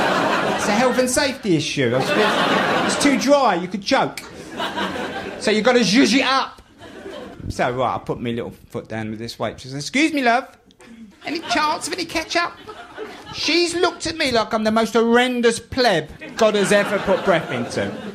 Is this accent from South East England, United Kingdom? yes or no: no; London, United Kingdom; accent: Cockney; I'm a Cockney. I grew up on a council estate in the East End of London.